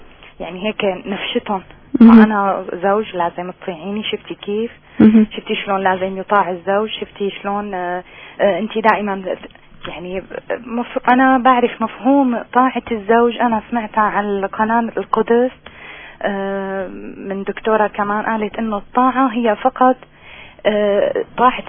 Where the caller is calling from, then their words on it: Damascus, Damascus Governorate, Syria; من الشام عم بحكي.